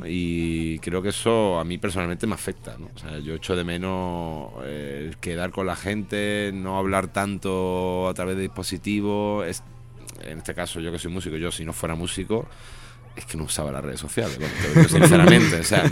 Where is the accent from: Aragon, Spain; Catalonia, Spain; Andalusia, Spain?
Andalusia, Spain; Málaga; now in Madrid, Spain; Bueno, yo vengo de Málaga y, bueno, mi idea es estar aquí en Madrid una temporada